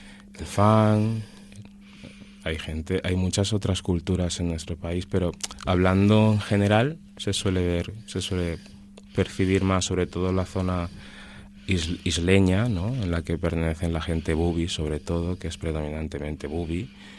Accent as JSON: {"language": "Spanish", "region": "Annobón", "country": "Equatorial Guinea", "said": "en mi caso, soy, por un lado, soy anobonés y por otro lado soy bubi."}